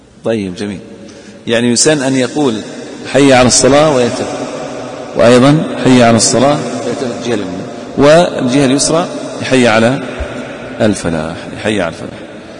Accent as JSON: {"language": "Arabic", "region": "Eastern Province", "country": "Saudi Arabia", "said": "وعندنا في الأحساء الحنفية هناك يقيمون بأذان"}